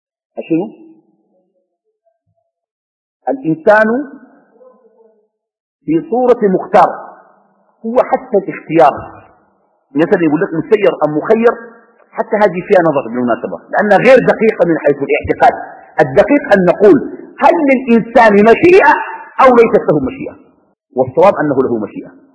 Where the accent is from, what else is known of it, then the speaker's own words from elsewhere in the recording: Sudan; now in Qatar; أني في قطر وأنا من السودان